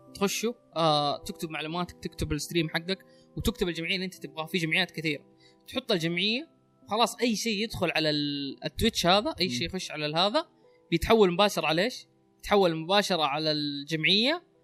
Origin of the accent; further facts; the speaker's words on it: Saudi Arabia; عندنا في السعوديه مره صعب انك تجمع تبرعات لانه عليه صعوبات قانونيه